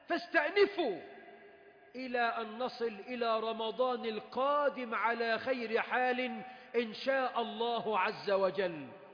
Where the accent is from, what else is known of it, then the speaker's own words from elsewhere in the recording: Egypt; اللهم احفظ بلدنا مصر من شر الأشرار